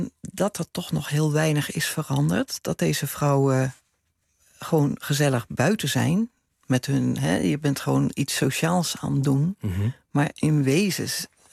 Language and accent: Dutch; Rotterdam, South Holland, Netherlands; Ik kom uit Rotterdam.